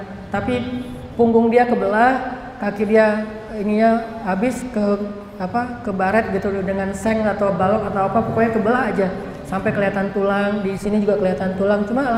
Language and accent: Indonesian; Aceh, Indonesia; Kan saya mah orang Aceh, tinggal di Banda Aceh.